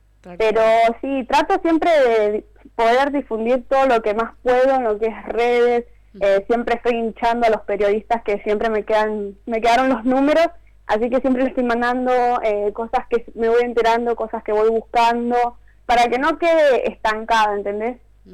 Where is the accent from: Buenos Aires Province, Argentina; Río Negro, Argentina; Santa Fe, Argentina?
Buenos Aires Province, Argentina; Isidro Casanova; Nosotros somos de acá, de Isidro Casanova, La Matanza.